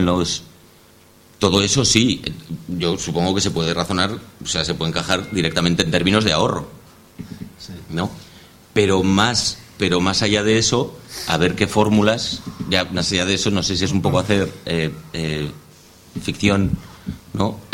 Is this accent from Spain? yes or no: yes; Zaragoza, Aragon, Spain; No sé, yo vengo de Zaragoza, que creo que es en términos relativos la ciudad donde más expedientes hay por movilizaciones en la calle